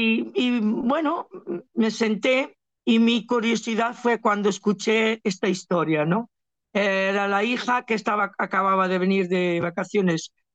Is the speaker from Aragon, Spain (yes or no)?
no; Galicia, Spain; now in Barcelona, Spain; Yo realmente vivo en Barcelona, pero mi mente siempre está en Galicia, en mi tierra.